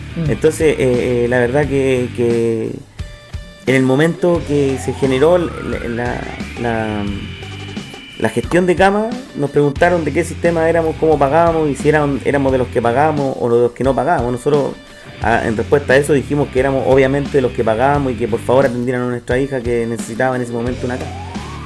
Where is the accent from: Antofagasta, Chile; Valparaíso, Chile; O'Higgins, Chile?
Valparaíso, Chile; soy del Cerro Las Cañas, vivo ahí toda la vida, he vivido en el Cerro Las Cañas, cerro el cual fue afectado por el mega incendio en el año 2014.